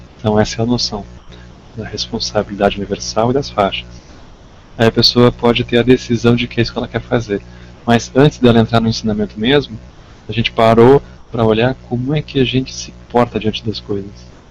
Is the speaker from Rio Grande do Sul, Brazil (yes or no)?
yes; Rio Grande do Sul, Brazil; No sul, lá no Rio Grande do Sul, né, na minha terra